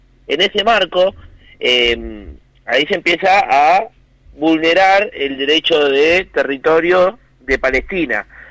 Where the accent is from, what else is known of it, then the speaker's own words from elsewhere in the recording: Argentina; otro de los puntos que a nosotros como argentinos nos toca de lleno